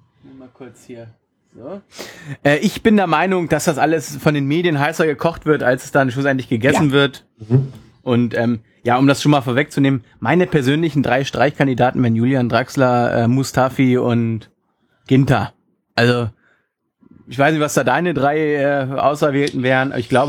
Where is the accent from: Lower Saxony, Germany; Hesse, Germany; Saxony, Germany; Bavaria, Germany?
Hesse, Germany; Frankfurt; gerade als Frankfurter, die ja eigentlich per se immer so ein bisschen Abstiegskampf schwelen.